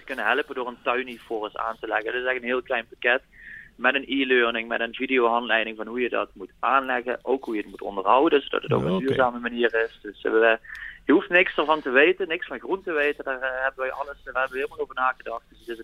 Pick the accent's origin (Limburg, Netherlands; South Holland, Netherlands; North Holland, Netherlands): Limburg, Netherlands; zelf kom ik uit Limburg